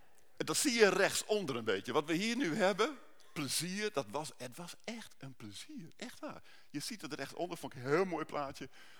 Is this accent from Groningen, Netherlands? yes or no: no; Utrecht, Netherlands; Ik kom van Utrecht.